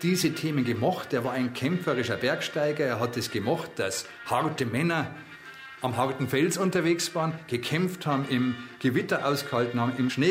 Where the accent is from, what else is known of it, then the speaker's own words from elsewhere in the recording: Munich, Bavaria, Germany; Ich bin in München aufgewachsen